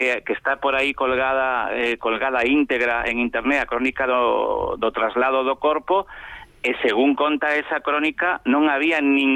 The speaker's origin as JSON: {"language": "Galician", "region": "Galicia", "country": "Spain", "said": "do noso ser, e sobre todo do noso ser como galegos"}